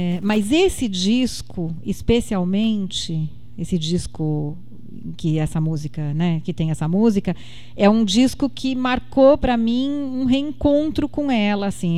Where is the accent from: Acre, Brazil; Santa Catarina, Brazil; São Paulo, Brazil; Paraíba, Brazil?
São Paulo, Brazil; also born or lived in Sorocaba; São Paulo, que é a minha cidade de origem, né? Na verdade, eu nasci em Sorocaba, mas desde 2 anos de idade eu morei em São Paulo.